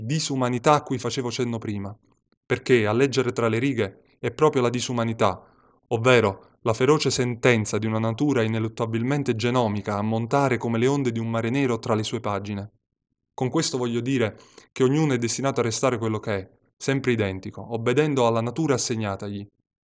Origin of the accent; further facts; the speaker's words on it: Salerno, Campania, Italy; ho 30 anni, vengo da Salerno